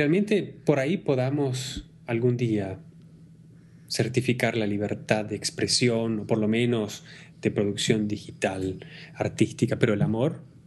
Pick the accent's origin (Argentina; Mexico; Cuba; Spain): Argentina; Yo soy argentino, sí.